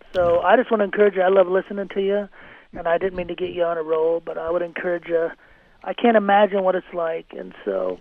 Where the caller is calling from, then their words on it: Worland, Wyoming, United States; I'm in Warland.